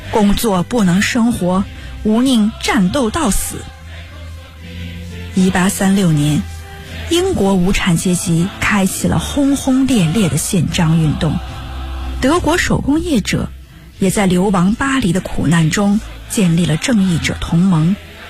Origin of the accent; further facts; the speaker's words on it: Northeast China, China; 我是一个爱做梦爱哲学的东北女孩